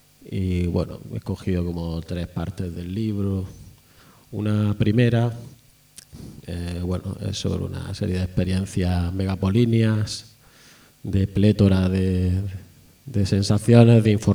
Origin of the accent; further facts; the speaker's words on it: Granada, Andalusia, Spain; also born or lived in Almería; Bueno, vengo del sur de España, de Al-Ándalus. Vengo de Granada, de Almería.